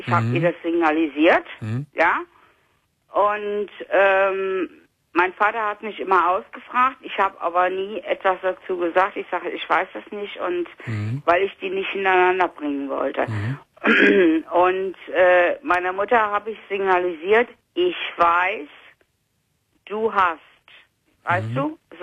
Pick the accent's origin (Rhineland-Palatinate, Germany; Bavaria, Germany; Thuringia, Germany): Rhineland-Palatinate, Germany; ich komme aus Rheinland-Pfalz